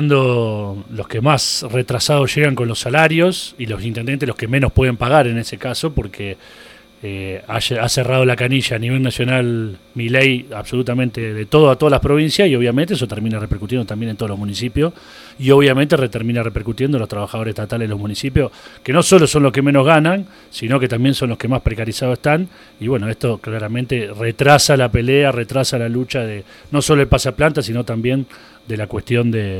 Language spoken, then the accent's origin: Spanish; Rosario, Santa Fe, Argentina; porque vengo de Rosario, he vivido allá y ahora vivo por estos pagos.